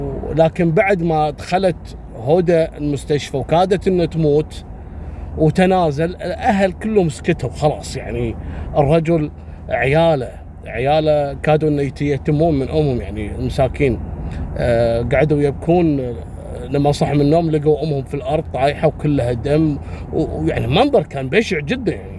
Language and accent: Arabic; Kuwait